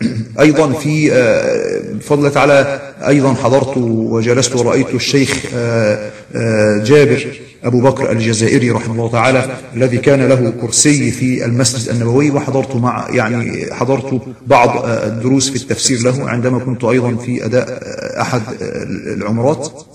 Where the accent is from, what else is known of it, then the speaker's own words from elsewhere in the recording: Egypt; وقلت له أدعو لنا، فأنا من مصر ونحو ذلك